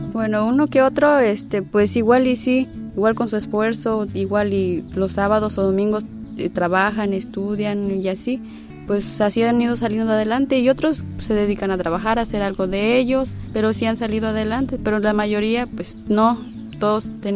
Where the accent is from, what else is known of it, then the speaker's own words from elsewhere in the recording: Palma Real, Veracruz, Mexico; soy del Palma Real, Benito Juárez, Veracruz, México.